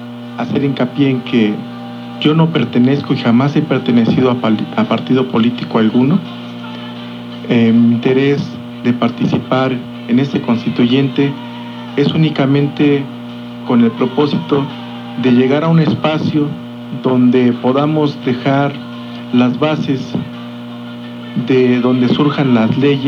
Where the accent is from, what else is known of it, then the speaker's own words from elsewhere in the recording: Tultitlán, State of Mexico, Mexico; Soy del estado de México, nací en Tultitlán.